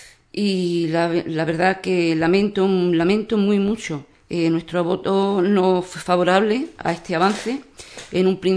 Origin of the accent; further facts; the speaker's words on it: Ubrique, Andalusia, Spain; Ubrique necesita un PGO, pero no cualquier PGO. Mi pueblo, mi gente, necesita el mejor PGO